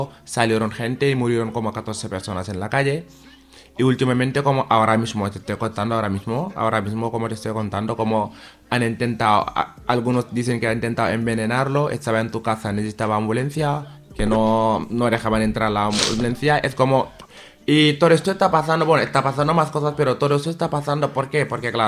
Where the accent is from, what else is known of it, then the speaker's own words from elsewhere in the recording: Senegal; como ahora mismo está pasando cosas en Senegal, que yo soy senegalés